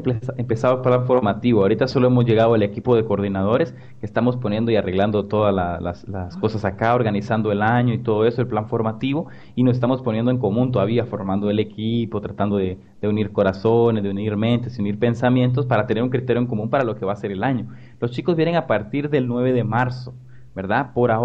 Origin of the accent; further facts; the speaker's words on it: Guatemala; soy de Guatemala